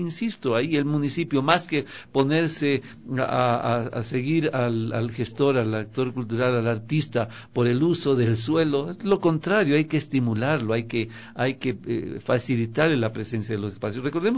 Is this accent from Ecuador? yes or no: yes; Ecuador; Yo he visto que tarde o temprano los ecuatorianos, sobre todo los que hemos viajado, nos identificamos como tales